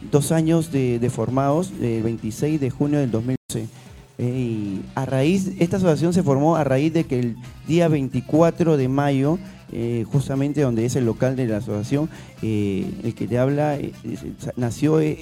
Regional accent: Callao, Peru; esa zona es cercado Callao, justamente nosotros somos chalacos de nacimiento, nos amamos al Callao

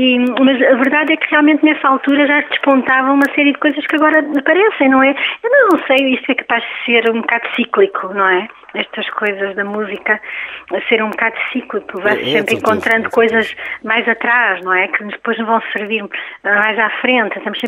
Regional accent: Portugal; Enquanto músicos portugueses, não é? E enquanto portugueses até.

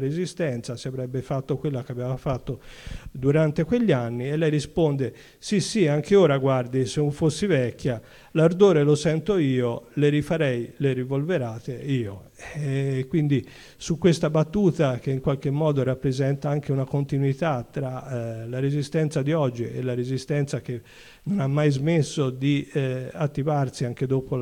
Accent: Florence, Tuscany, Italy; now in Livorno, Italy; io sono un fiorentino trasferito a Livorno

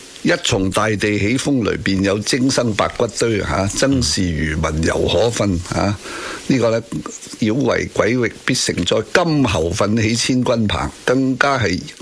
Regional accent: Hong Kong; 我哋香港人喺咁嘅文化嘅 upbringing

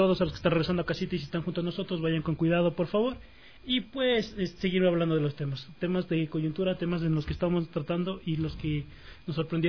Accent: Ecuador; cómo nosotros evaluamos como ecuatorianos la realidad mundial

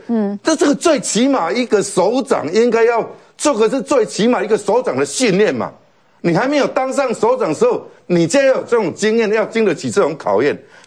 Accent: Taiwan; 那时候他派飞机去武汉把我们台湾人接回来

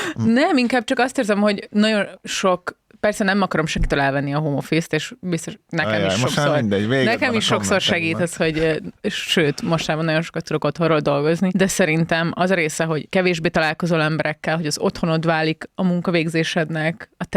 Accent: Szeged, Csongrád-Csanád, Hungary; born there; Én Szegeden születtem, meg az egész családom.

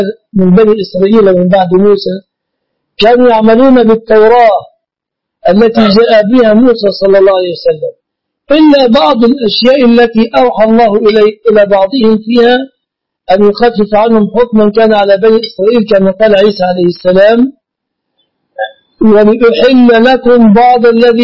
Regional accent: Egypt; يعني عندنا في مصر المؤخر

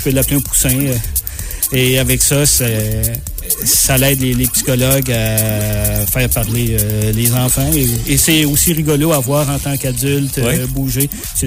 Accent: Quebec, Canada; donc c'est pas écrit sur mon visage que je suis Québécois, que je suis Canadien.

